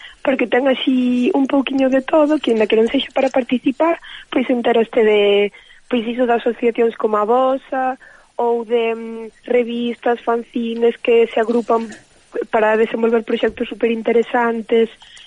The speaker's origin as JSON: {"language": "Galician", "town": "Ordes", "region": "Galicia", "country": "Spain", "lives_now": "A Coruña, Spain"}